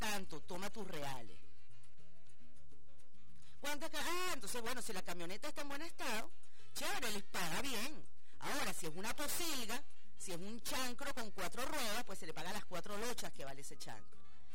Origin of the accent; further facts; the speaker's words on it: Venezuela; Yo soy una pobre venezolana de a pie.